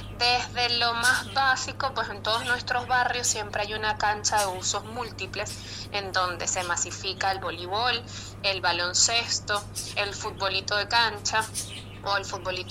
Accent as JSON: {"language": "Spanish", "country": "Venezuela", "said": "cómo vería yo como venezolana a los atletas para este París 2024?"}